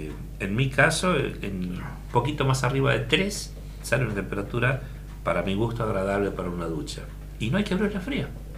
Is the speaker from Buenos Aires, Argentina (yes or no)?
yes; Buenos Aires, Argentina; Yo me crié en Buenos Aires, mi infancia la pasé en Buenos Aires.